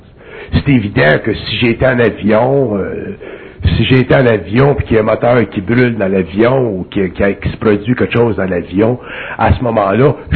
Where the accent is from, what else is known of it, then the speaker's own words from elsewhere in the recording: Quebec, Canada; je viens du Canada québécois, ou du Canada